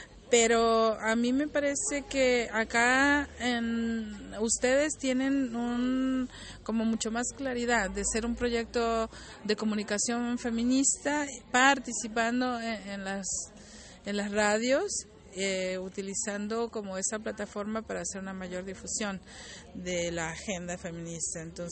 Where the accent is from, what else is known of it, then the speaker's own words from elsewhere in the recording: Mexico; vengo de México